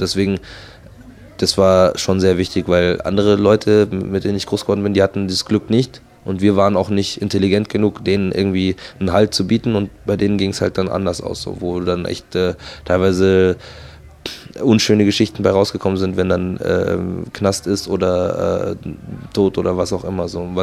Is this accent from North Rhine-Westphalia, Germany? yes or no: no; Markt Schwaben, Bavaria, Germany; ich bin halt aufgewachsen in Marktschwaben. Das ist ein sehr netter Vorort von München, wo, ich sag mal, der Block ganz nah am Rheinhaus liegt.